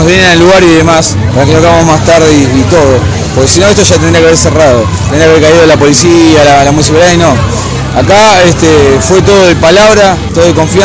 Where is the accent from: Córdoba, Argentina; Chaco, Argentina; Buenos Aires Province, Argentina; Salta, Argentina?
Buenos Aires Province, Argentina; nosotros somos todos de Virrey, San Fernando, Tigre y demás